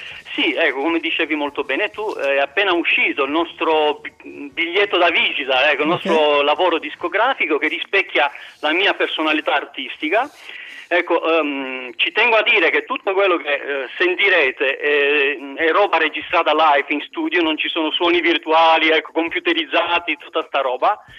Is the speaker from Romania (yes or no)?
yes; Bucharest, Romania; Italian is a second language; vivevo a Bucarest, che è la mia città d'origine, dove sono nato